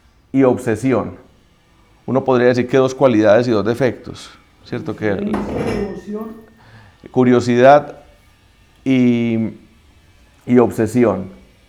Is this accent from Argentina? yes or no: no; Antioquia, Colombia; nosotros cinco somos antioqueños, ¿cierto o no?